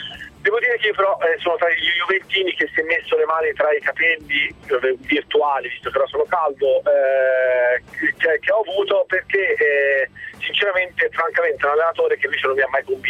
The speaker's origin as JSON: {"language": "Italian", "town": "Pisa", "region": "Tuscany", "country": "Italy", "said": "sono un pisano che lavora a Livorno"}